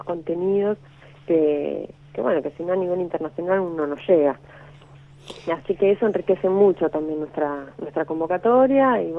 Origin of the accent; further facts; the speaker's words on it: Ushuaia, Tierra del Fuego, Argentina; No, yo soy nacida aquí en Ushuaia.